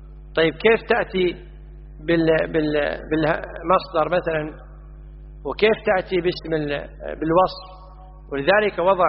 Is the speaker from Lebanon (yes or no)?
no; Kuwait; وإحنا عندنا في الكويت يستهلون الهمز